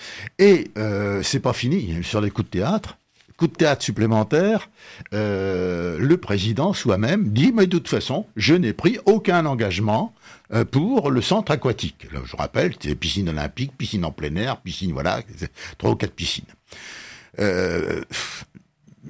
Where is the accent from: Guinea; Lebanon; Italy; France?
France; Lille, Hauts-de-France; je voulais vous dire un truc qui me chiffonne en tant que Lillois.